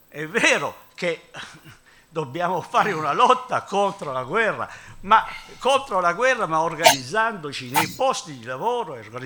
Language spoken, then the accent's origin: Italian; Taranto, Apulia, Italy; born there; io conosco Taranto, sono nato a Taranto, no?